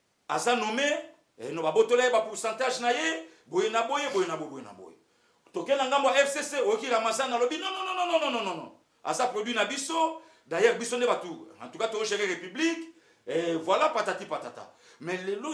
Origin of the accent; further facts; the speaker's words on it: Équateur, DR Congo; Je suis de l'Équateur, tribu Mongo.